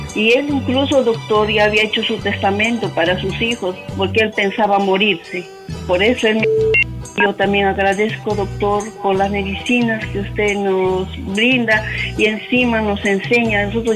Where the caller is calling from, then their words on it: Santa Anita, Lima, Peru; soy de Santa Anita, le estoy llamando de ahí.